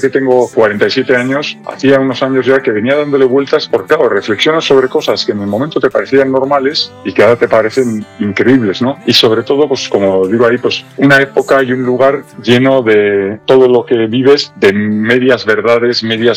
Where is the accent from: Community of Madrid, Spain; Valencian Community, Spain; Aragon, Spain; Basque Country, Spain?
Basque Country, Spain; Bilbao; yo soy de Bilbao y soy del 78